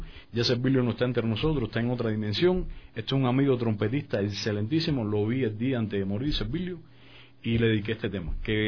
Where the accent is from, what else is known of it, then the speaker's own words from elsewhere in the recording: Güira de Melena, Artemisa, Cuba; born there; nací en Guira de Melena, en un barrio que se llama El Paraíso. Ahí mis primeros pasos fueron entre negros rumberos